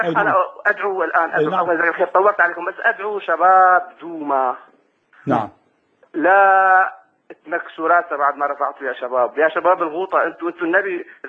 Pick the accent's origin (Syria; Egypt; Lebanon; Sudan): Syria; نحن من سوريا بنحبك في اللهم